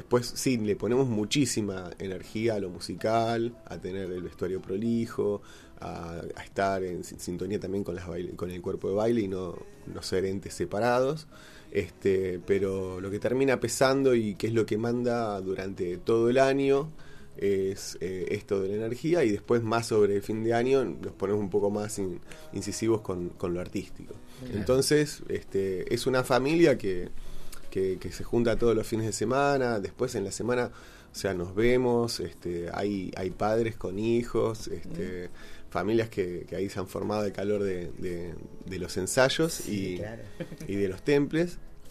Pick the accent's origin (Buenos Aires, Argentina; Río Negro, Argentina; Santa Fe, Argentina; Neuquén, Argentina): Buenos Aires, Argentina; born there; Nosotros nacimos en Buenos Aires, en mi caso en un departamento, en otras casas, en casas de familias, no en un contexto cultural de un barrio montevideano, mucho menos de una familia candombera uruguaya.